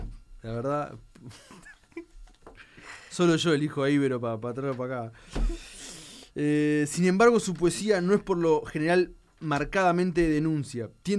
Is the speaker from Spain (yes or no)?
no; Uruguay; Y uso el diminutivo porque me caracterizo como uruguayo usar diminutivo